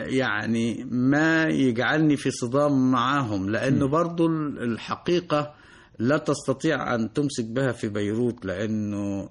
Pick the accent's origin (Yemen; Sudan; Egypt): Egypt; أقول لهم أنا مصري وغريب بينكم ولا أنتمي لا لحركة ولا الميليشيا ولا أنتمي لا موارنة ولا شيعة ولا سنة